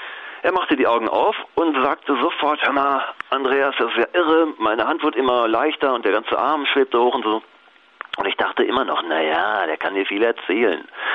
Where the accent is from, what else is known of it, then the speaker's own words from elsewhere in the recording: North Rhine-Westphalia, Germany; Ich bin aufgewachsen im Ruhrgebiet. Da gibt es viele Arbeiter, Stahlfabriken, Zechen und so weiter.